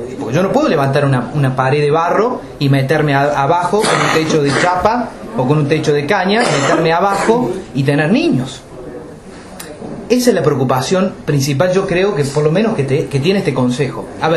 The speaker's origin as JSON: {"language": "Spanish", "town": "Capilla del Monte", "region": "Córdoba", "country": "Argentina", "tie": "born or raised there", "said": "Yo soy nacido y criado en Capilla del Monte. Mis papás son nacidos y criados en Capilla del Monte. Mis abuelos son nacidos y criados en Capilla del Monte."}